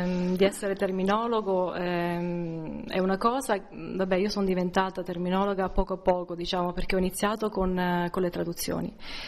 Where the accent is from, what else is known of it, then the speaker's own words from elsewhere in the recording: Civitanova Marche, Marche, Italy; also born or lived in Florence; sono italiana, vengo dalle Marche, da Civitanova Marche. Ho fatto i miei studi a Firenze, nella Scuola Superiore per Traduttori ed Interpreti. E da lì ho vissuto a Firenze per un periodo